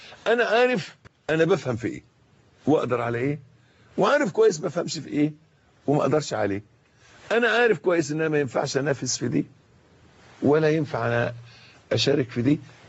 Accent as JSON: {"language": "Arabic", "country": "Egypt", "said": "يعني مش عايز بس أخوض في تفاصيل المولد اللي حاصل عندنا في مصر اليومين دول"}